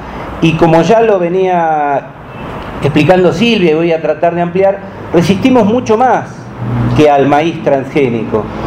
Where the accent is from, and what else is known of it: Marcos Paz, Buenos Aires Province, Argentina